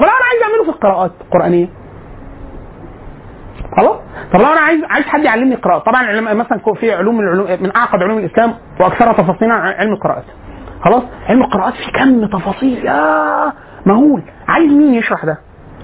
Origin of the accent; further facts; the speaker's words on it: Egypt; احنا كمصريين بنفهم ان ده ايه